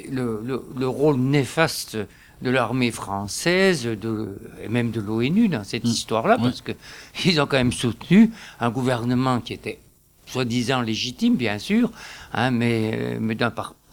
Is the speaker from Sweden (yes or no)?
no; France; Moi, je suis français d'origine